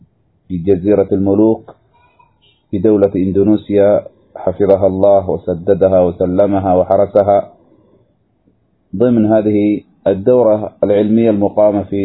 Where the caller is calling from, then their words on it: Yemen; اضطررنا للتسجيل بسبب ضعف الشبكة عندنا في اليمن